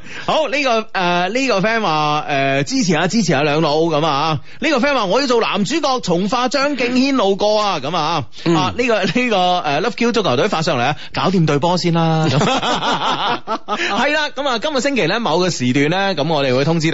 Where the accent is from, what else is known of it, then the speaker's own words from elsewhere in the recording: Guangdong, China; 我哋广东人都应该有一出我哋广东电影啦，系咪先？